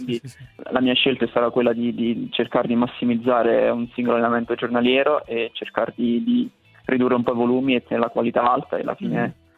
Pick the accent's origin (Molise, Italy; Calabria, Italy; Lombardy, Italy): Molise, Italy; Bojano; vado al campo sportivo lì al mio paese a Boiano